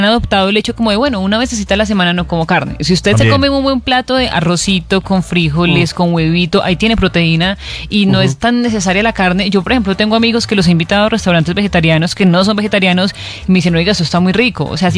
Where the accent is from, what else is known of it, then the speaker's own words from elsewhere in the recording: Antioquia, Colombia; Lo que pasa es que como buena paisa